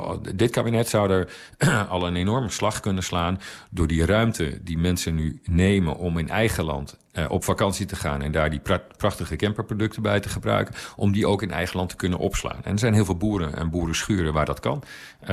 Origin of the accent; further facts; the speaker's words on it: Overijssel, Netherlands; ik woon zelf dus op platteland, althans wat in Nederland platteland wordt genoemd. Ik kom uit Twente.